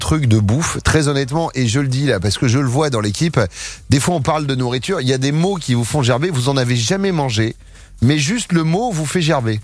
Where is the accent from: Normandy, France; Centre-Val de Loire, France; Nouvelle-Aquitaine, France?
Nouvelle-Aquitaine, France; moi, je suis de Charente-Maritime. Je suis né à côté du bassin de Marino-Liron.